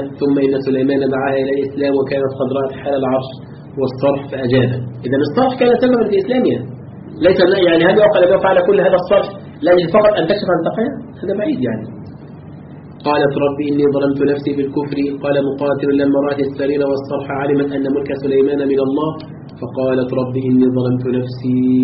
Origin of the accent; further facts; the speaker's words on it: Egypt; طبعا ليس عندنا في مصر